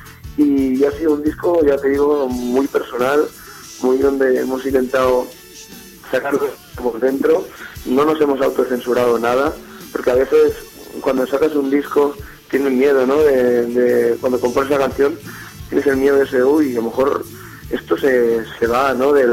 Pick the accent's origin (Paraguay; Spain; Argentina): Spain; Montcada i Reixac, Catalonia; Ovidi, Adrià y yo, somos originales de Moncada, y Reixac, que es una población a 10 kilometrillos de Barcelona.